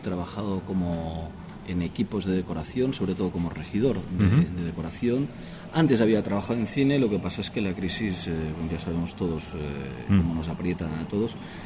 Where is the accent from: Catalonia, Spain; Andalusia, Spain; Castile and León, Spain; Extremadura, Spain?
Catalonia, Spain; Barcelona; Yo soy de Barcelona, los dos vivimos en Barcelona